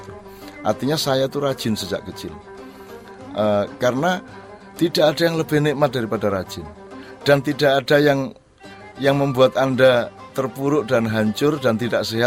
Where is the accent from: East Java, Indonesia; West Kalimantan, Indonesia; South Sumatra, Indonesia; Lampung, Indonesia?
East Java, Indonesia; Jombang; also born or lived in Gontor; Jadi kelas 5 dan kelas 6 SD saya pindah dari Jombang ke Gontor.